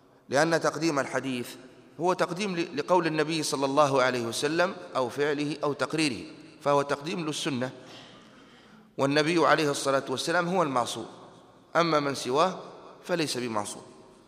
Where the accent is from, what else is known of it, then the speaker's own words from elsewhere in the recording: Tunisia; في برامج التعليم عندنا في تونس كانت المادة التي ندرسها هي مادة التربية